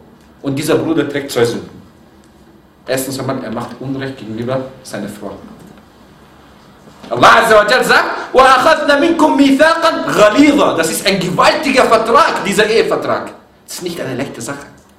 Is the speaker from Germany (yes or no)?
no; Egypt; Ich bin Ägypter, du bist Ägypter.